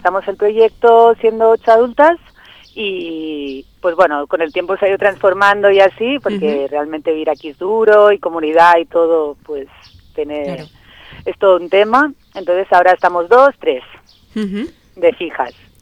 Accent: Catalonia, Spain; now in Huesca, Spain; Somos catalanas las que estamos ahora y pues bueno, en Cataluña se nos agotó un poco la búsqueda

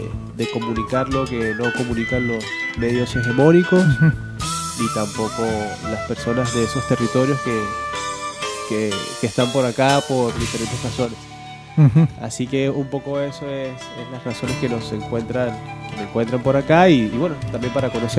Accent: Venezuela; Soy de la República Bolivariana de Venezuela.

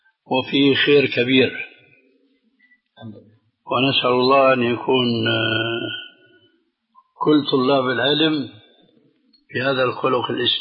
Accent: Syria; وهنا يقولون عندنا في سوريا شو هالشد يا رسول الله، هذه لهجة سورية

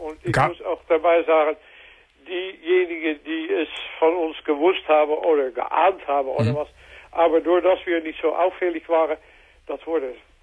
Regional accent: Netherlands; moved away as an adult; now in Krefeld, Germany; von Holland auch zu ihm nach Krefeld gezogen.

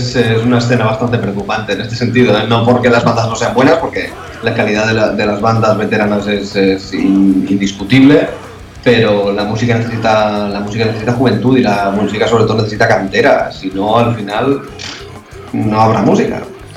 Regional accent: Valencian Community, Spain; nosotros somos de pueblos que estamos juntos, no somos todos del mismo pueblo, somos algunos del Bueno, de Onil y otros de Castalla.

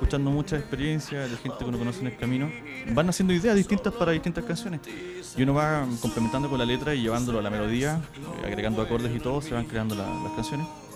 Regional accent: Santiago, Santiago Metropolitan Region, Chile; Sí, Santiago, siempre.

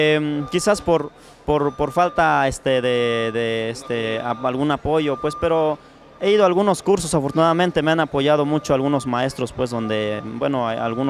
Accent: Santa Cruz Ocotal, Oaxaca, Mexico; No, yo soy de Santa Cruz Ocotal. Sí, por este lado, en el municipio de San Pedro Cotepec.

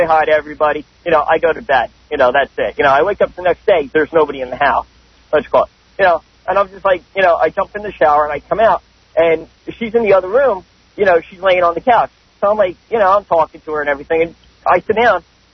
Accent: New York, United States; Yeah. I'm from Long Island.

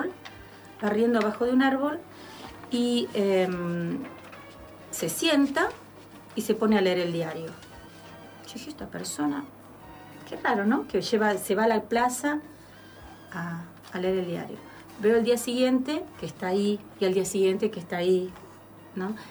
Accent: Adrogué, Buenos Aires Province, Argentina; now in Buenos Aires, Argentina; Yo me mudé a Capital, vengo de Zona Sur y vengo

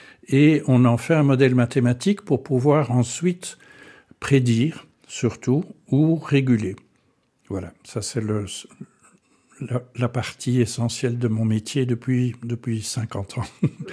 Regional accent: Antwerp, Flanders, Belgium; also born or lived in Stanford, United States; Donc, je suis né à Anvers de famille francophone, donc... certains Flamands me traiteraient de Frans Kilun. J'ai fait mes études en flamand à Anvers

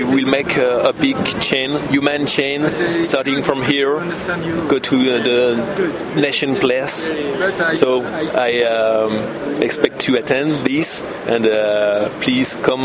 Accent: Paris, Île-de-France, France; I'm a Parisian from Paris.

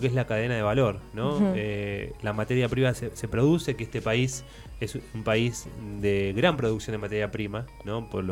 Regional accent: Argentina; ¿Cuántas crisis tuvimos como argentinos?

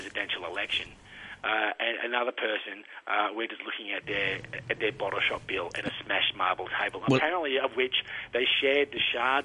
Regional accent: Victoria, Australia; I know apparently Australia's winning rugby right now, and I'm from Victoria, so I'm going to pretend to care.

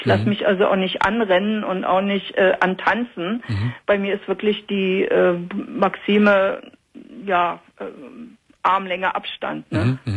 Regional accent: Berlin, Germany; Ich bin Berlinerin

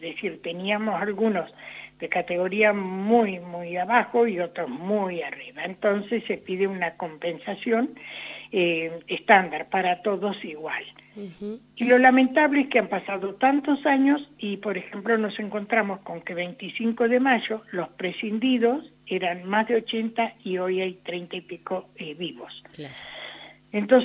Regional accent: La Pampa, Argentina; La Pampa, que somos también parte de la Patagonia

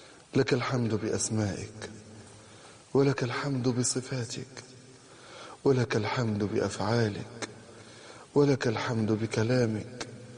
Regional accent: Egypt; بقدر ما هزتني هذه الكلمات أن بلدنا مصر هي أكثر بلد في الدنيا فيها طلاق.

